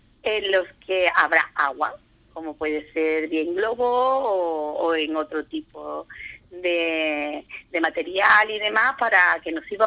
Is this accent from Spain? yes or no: yes; Andalusia, Spain; somos los andaluces, nos gusta mucho la cerveza